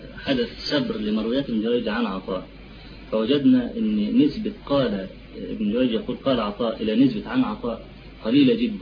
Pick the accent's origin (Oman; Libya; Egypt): Egypt; هو في عندنا في مصر